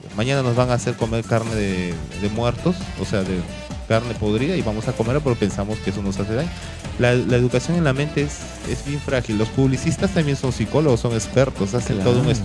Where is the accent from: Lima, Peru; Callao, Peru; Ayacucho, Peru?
Callao, Peru; Carmen de la Legua; born there; Yo, por ejemplo, que trabajo, vivo en el Callao, nací en Carmen de la Legua